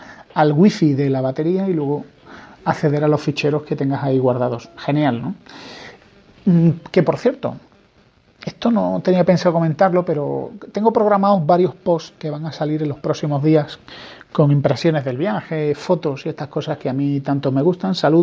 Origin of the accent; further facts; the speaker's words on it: Spain; soy español